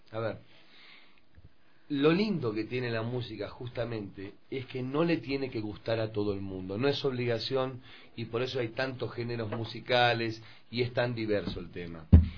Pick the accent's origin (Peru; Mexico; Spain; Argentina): Argentina; Jonathan es ecuatoriano, pero nosotros tres que somos argentinos somos fanas del pasillo